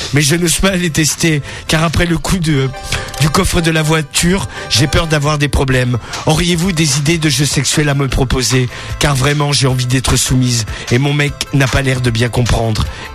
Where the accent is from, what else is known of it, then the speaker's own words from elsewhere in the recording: Reims, Grand Est, France; Je suis de Reims et je suis ici pour parler de mon addiction.